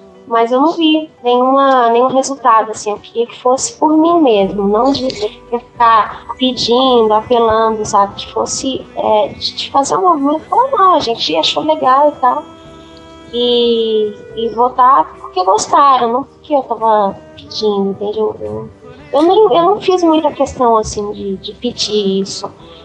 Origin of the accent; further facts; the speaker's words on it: Florianópolis, Santa Catarina, Brazil; now in São Paulo, Brazil; Eu saí de Florianópolis.